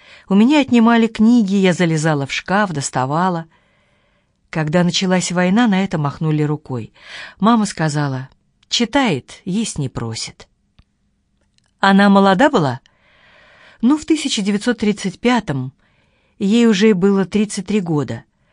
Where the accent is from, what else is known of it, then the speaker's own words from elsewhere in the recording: Moscow, Russia; born there; Я родилась уже в Москве. Я среди своих всех родных и двоюродных была первой и единственной, родившейся в Москве.